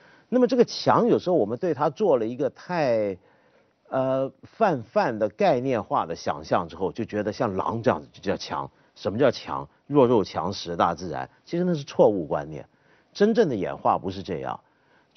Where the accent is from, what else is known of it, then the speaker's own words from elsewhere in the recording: China; 我们中国人是非常相信某种扭曲掉的